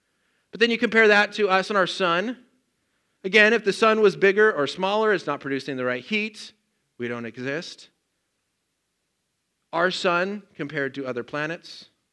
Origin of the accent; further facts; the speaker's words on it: Colorado, United States; I grew up in Colorado. It's like, oh, the beach would be so nice.